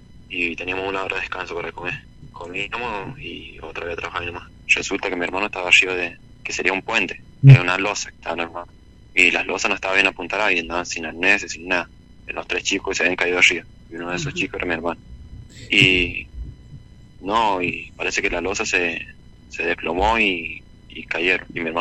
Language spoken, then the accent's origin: Spanish; La Dormida, Mendoza, Argentina; Bueno, nosotros somos de Mendoza, Santa Rosa, La Dormida.